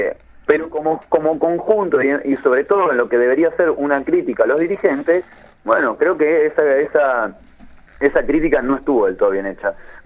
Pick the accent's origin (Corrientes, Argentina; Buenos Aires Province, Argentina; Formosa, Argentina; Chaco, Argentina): Buenos Aires Province, Argentina; Bahía Blanca; Yo soy de Bahía Blanca. En Bahía Blanca nos quedamos sin abastecimiento de agua.